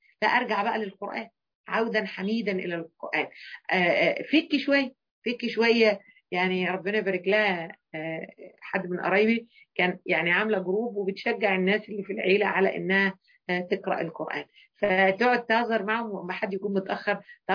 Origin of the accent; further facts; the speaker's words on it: Egypt; يعني أكتر حاجة مثلا احنا كمصريين قابلناها حتة حلوة وقوية المانجا الجوافية